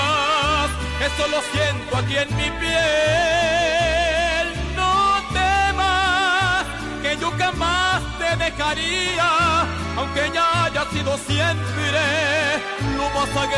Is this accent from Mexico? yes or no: yes; Mexico; Me siento muy orgulloso de mi tierra mexicana. De portar traje de charro y ser mariachi por tradición.